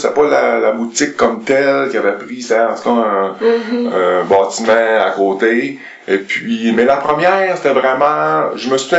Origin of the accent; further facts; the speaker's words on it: Quebec, Canada; Non, moi, je viens du canton de la Beauce.